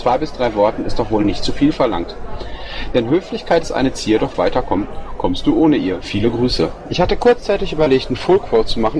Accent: Bochum, North Rhine-Westphalia, Germany; aber ich komme aus Bochum

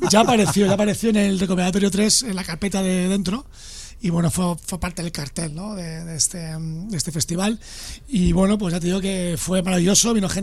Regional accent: Leganés, Community of Madrid, Spain; no, es que yo soy de Leganés

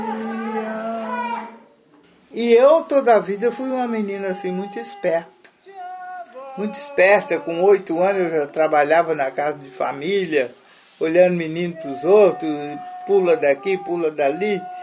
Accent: São José da Lagoa, Minas Gerais, Brazil; Nasci em São José, em Curvelo, mas eu era muito pequena. Meu pai mudou de Curvelo para São José da Lagoa. Em São José da Lagoa, município de Curvelo, eu morei até os 12 anos.

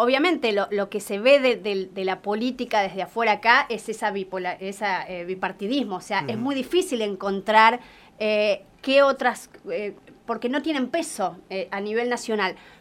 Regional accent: Mar del Plata, Buenos Aires Province, Argentina; Bueno, sí, yo soy marplatense. Me vine hace 8 años por elección. Elegí vivir acá en la provincia.

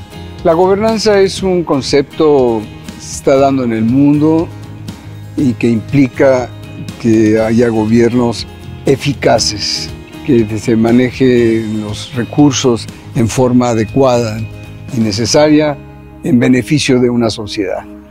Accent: Mexico City, Mexico; Mi familia arribó a la frontera, originalmente somos de México, la capital.

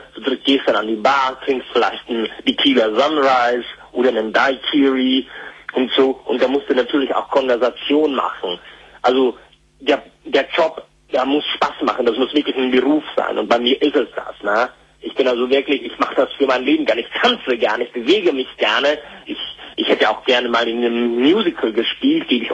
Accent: Krefeld, North Rhine-Westphalia, Germany; now in Austria; Ich komme aus der Gegend von Krefeld.

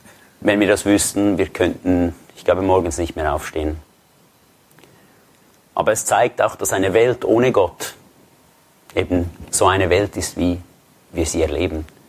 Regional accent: Switzerland; Ich bin aus der Schweiz, das hört ihr.

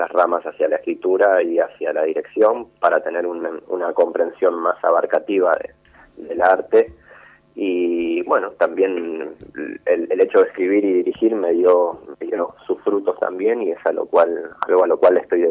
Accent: Villa Carlos Paz, Córdoba, Argentina; yo soy de Córdoba, de Carlos Paz, a mis 18 años

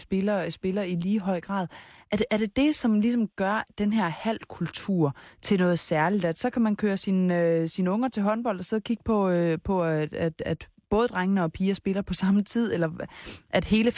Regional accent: Grumstrup, Central Denmark Region, Denmark; Altså, jeg kommer fra Østjylland, en lille by, der hedder Grumstrup

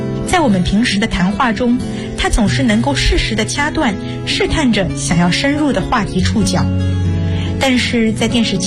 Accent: Suzhou, Jiangsu, China; 我来自江苏苏州，我就读于南京大学，距家226公里

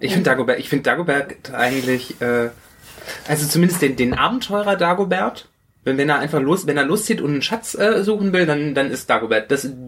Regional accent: North Rhine-Westphalia, Germany; Ja, ich komme ja aus der Nähe vom Ruhrgebiet

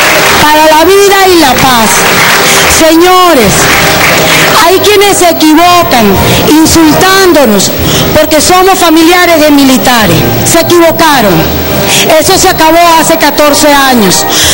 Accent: Venezuela; Todos somos venezolanos.

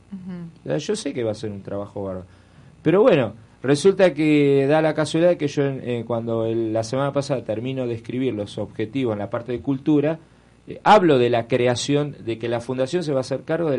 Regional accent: Buenos Aires, Argentina; born there; yo nací en Belgrano, en una casa en el barrio de Belgrano, pero ni idea.

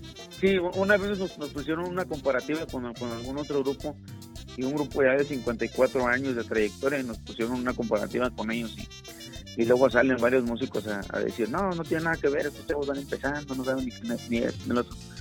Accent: San Luis Potosí, Mexico; yo soy de San Luis Potosí, orgulloso de que lleve el nombre de mi pueblo

